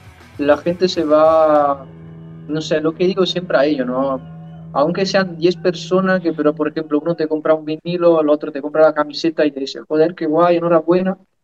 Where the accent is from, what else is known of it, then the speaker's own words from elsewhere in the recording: Italy; now in Fuerteventura, Spain; nosotros somos extranjeros, somos italianos, pero llevamos muchísimos años.